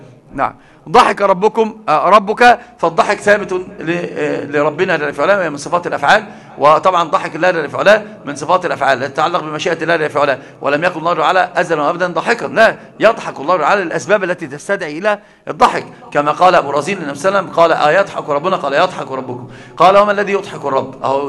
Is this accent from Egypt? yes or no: yes; Egypt; ده عندنا في مصر مثل عظيم جدا